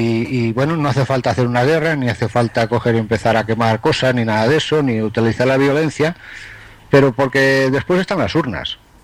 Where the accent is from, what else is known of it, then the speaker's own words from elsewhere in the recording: Galicia, Spain; Pues ahora yo te voy a contestar con otra pregunta, como buen gallego.